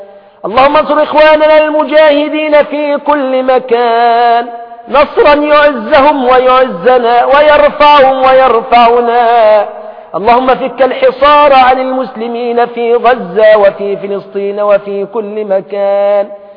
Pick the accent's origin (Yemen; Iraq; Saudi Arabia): Iraq; نحن من اهل العراق